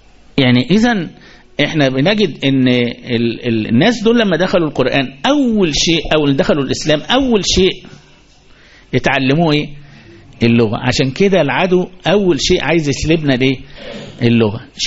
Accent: Egypt; احنا كمصريين بيننا وبينها في

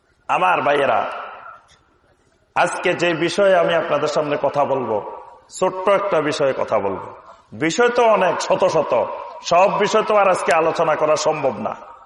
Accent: Feni, Chittagong Division, Bangladesh; আমার বাড়ি হলো সুদূর ফেনী নোয়াখালী অঞ্চলে, তাহলে আমার কথাবার্তার মধ্যে আপনাদের কথাবার্তা একটু পার্থক্য আছে, কিছুটা আছে।

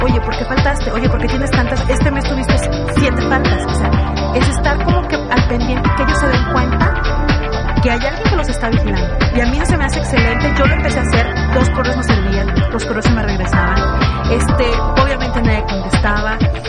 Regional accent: Mexico; nos falta como mexicanos, como cultura, como sociedad, esa parte

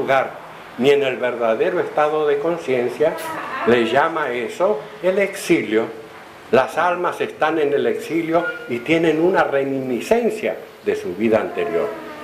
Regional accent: Argentina; una bota de vino de esas que yo veía en mi niñez en Argentina

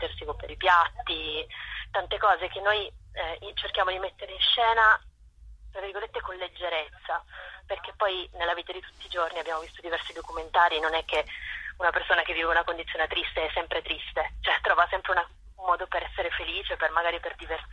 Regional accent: Turin, Piedmont, Italy; io sono di Torino

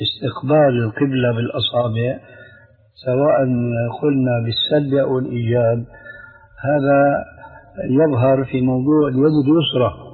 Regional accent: Syria; وهكذا عندنا في سوريا أيضا يقولون الذال لذينة

